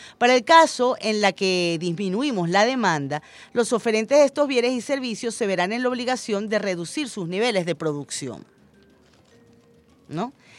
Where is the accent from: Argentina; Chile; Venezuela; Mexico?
Venezuela; Todos los que nacimos y vivimos en Venezuela, que queremos nuestra patria